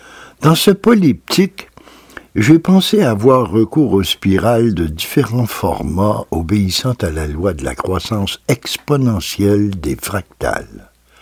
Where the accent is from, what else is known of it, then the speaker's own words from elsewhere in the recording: Val-d'Or, Quebec, Canada; ces boulots sont vraiment ceux qui entourent ma ville natale, Val-d'Or.